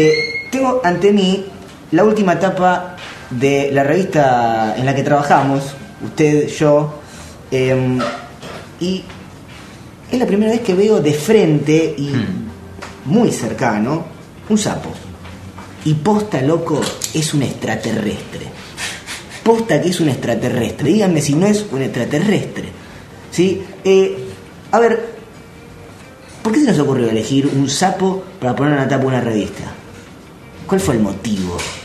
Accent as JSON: {"language": "Spanish", "region": "Buenos Aires", "country": "Argentina", "said": "Bueno, yo soy mi familia, yo soy porteño, pero mi familia es de un pueblo bonaerense, un pequeño pueblo bonaerense, a la vera del campo"}